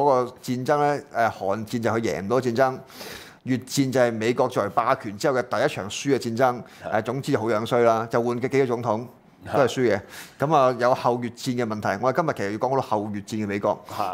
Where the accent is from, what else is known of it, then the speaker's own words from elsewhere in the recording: Guangdong, China; 就所以點解我係廣東人啦嚇？